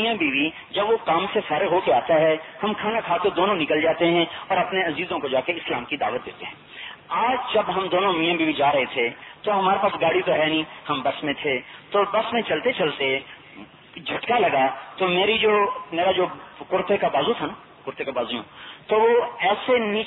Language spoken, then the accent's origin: Urdu; Khanewal, Punjab, Pakistan; ایک خانے والا ہمارا ضلع خانے والا، پہلے ملتان کا خانے والا